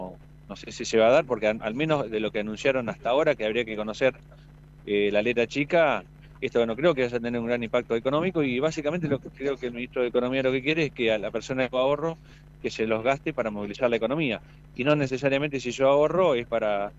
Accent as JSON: {"language": "Spanish", "country": "Argentina", "said": "Nos identifica, creo que como argentino, es sinónimo de soberanía."}